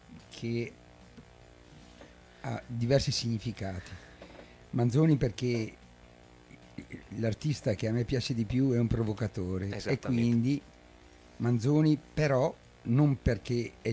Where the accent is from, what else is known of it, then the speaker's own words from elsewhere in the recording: Chioggia, Veneto, Italy; now in Dolo, Italy; Io mi ritengo di Chioggia, però adesso abito a Dolo.